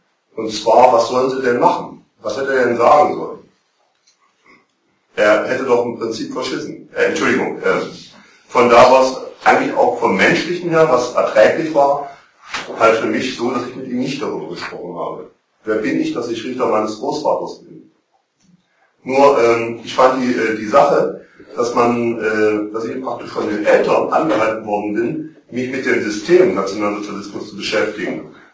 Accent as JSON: {"language": "German", "region": "East Germany", "country": "Germany", "tie": "born or raised there", "said": "ich bin im Osten aufgewachsen"}